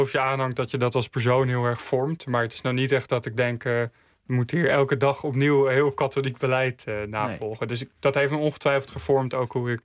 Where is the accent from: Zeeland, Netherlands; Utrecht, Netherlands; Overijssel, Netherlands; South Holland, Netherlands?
Utrecht, Netherlands; Mijdrecht; omdat in het dorp waar ik op groeide, Meidrecht, zag ik gewoon heel erg dat de sociale samenhang afnam